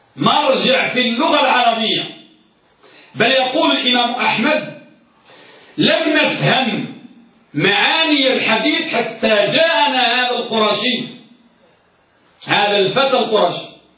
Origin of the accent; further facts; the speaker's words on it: Morocco; نحن من المغرب يا مغرب العرب.